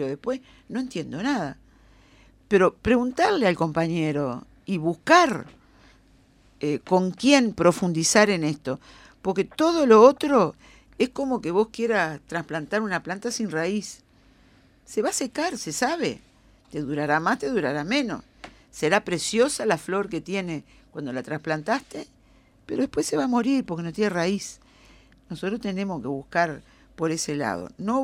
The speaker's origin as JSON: {"language": "Spanish", "country": "Uruguay", "said": "Primero somos uruguayos nosotros. Seas de Carrasco o del Borro."}